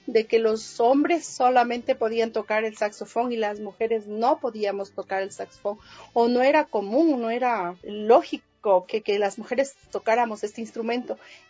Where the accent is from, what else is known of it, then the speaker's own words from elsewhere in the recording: Ecuador; nos vamos a dar a conocer como saxofonistas ecuatorianos